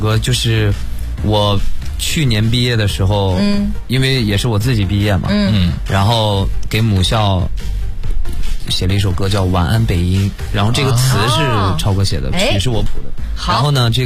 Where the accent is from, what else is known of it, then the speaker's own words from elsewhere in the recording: Shanxi, China; 喜欢吃面，我山西人嘛。